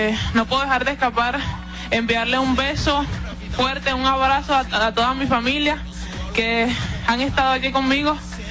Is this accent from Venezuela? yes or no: yes; Venezuela; moved away; desde que salí de Venezuela para un mejor porvenir, para mejorar